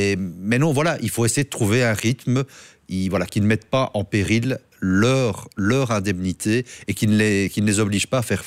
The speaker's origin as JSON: {"language": "French", "town": "Charleroi", "region": "Wallonia", "country": "Belgium", "said": "je suis originaire de la région de Charleroi"}